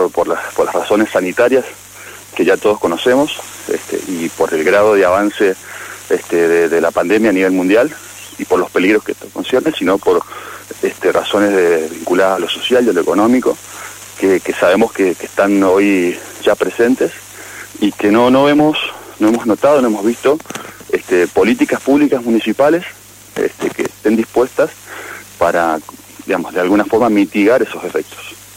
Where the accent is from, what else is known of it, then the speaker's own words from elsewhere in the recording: Guaymallén, Mendoza, Argentina; como guaymallenos, como mendocinos, lo que estamos es preocupados.